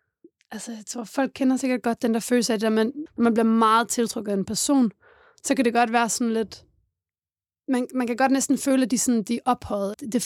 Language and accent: Danish; Odense, Region of Southern Denmark, Denmark; Jeg kommer fra Odense